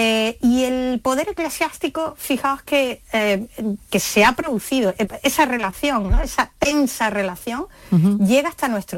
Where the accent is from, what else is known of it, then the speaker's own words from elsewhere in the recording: Málaga, Andalusia, Spain; la de una muy famosa en Málaga, ¿no? Que es mi tierra